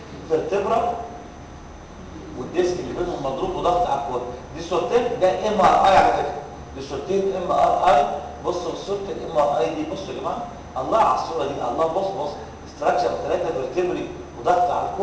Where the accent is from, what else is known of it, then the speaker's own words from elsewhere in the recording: Egypt; كان زمان وأنا صغير في مصر